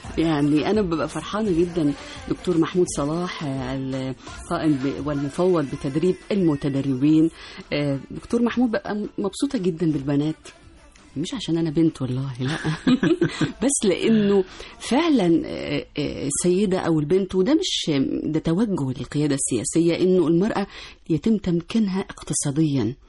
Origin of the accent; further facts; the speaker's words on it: Egypt; لأنه طبعا إحنا عندنا مش بس في القاهرة، إحنا عندنا في الصعيد، في محافظاتنا المختلفة